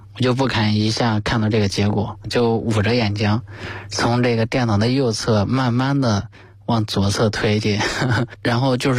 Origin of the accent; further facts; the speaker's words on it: Henan, China; accent: Henan dialect; 对我们老家的方言就是真行的意思吧